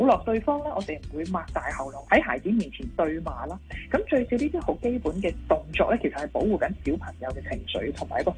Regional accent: China; 我哋中国人传统嘅观念咧系好讲，即系一个完整嘅家庭啦，要有双亲喺家庭里边啦。

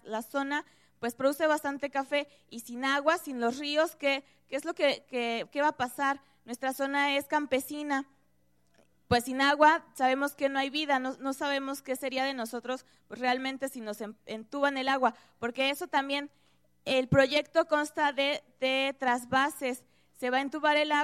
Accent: Veracruz, Mexico; Nosotros venimos de un municipio de aquí cerquita, colindamos, de hecho, parte del municipio con Jalcomulco

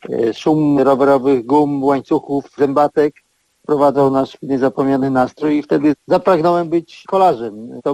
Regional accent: Piany, West Pomeranian Voivodeship, Poland; przejeżdżał przez moją rodzinną miejscowość Piany, miasteczko małe pomiędzy Szczecinem a Gorzowem Wielkopolskim

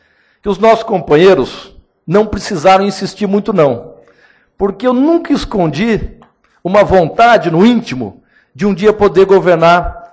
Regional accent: Londrina, Paraná, Brazil; eu sou do interior, sou nascido e criado em Londrina com muito orgulho.

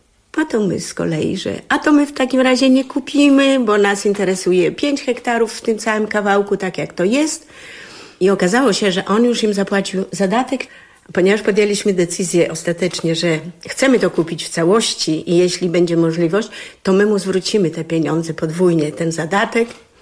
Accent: Podlaskie Voivodeship, Poland; also born or lived in Błonie / Legionowo; My pochodzimy z Podlasia, oboje. Chcieliśmy wrócić. Mieszkaliśmy w Błoniu, mieszkaliśmy w Legionowie tyle lat, tam mamy dom

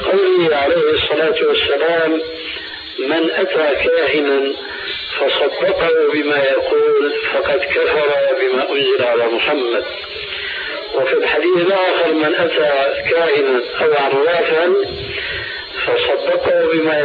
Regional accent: Syria; كما يقولون عندنا في سوريا

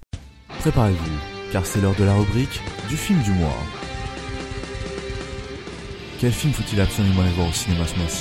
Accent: France; Ensuite, il est sorti au Japon le 20 juillet 2013 et sorti chez nous en France que le 15 janvier, un truc comme ça.

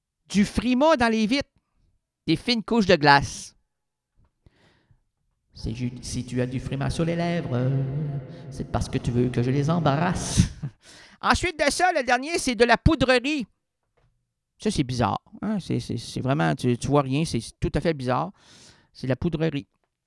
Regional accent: Quebec, Canada; quand ça vire, là, chez nous au Québec, là, ça vire pas à peu près.

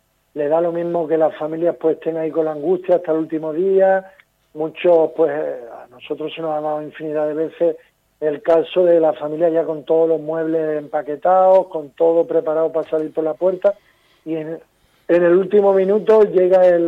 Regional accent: Andalusia, Spain; moved away; soy de Andalucía, aunque llevo media vida aquí, pero no tengo tanto arraigo

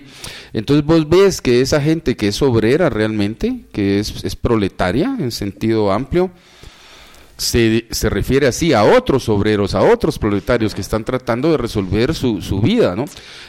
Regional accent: Guatemala; Gente que viene de la Primero de Julio, de la Justo Rufino Barrios, ahí crecí yo, ahí nací en la Justo Rufino Barrios, también la conozco.

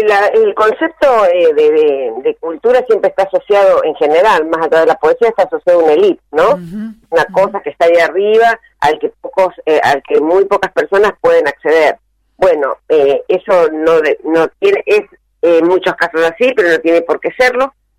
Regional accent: Mendoza, Argentina; yo especialmente como mendocina, porque bueno, haber ido a estudiar cuando era chica, cuando era adolescente, a leer ahí en la biblioteca

